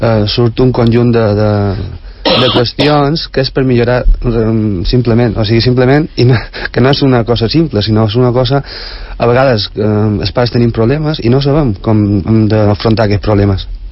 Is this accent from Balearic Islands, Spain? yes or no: yes; Santa Margalida, Balearic Islands, Spain; nosaltres no som de Palma, som d'un poble de Santa Margalida.